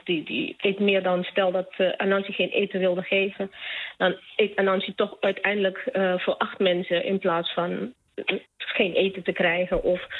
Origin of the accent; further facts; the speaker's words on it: Netherlands; Ik woon in Nederland, ik ben Nederlandse.